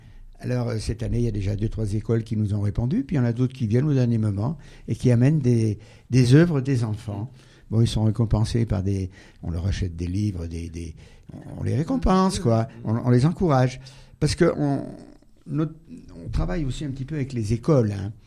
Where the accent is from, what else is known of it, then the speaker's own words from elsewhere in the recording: Auvergne-Rhône-Alpes, France; Oui, je suis du Pays de Gex.